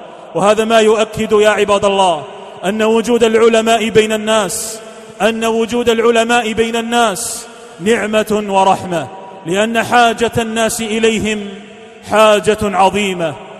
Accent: Algeria; احتلت بلادنا فرنسا الظالمة

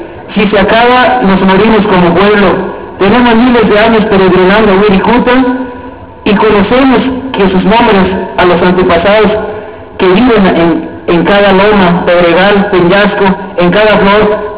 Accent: Mexico; somos mexicanos y nos vestimos de flor

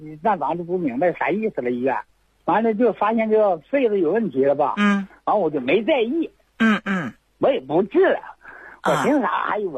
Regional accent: Chaoyang, Liaoning, China; 我是辽宁朝阳，长治人。

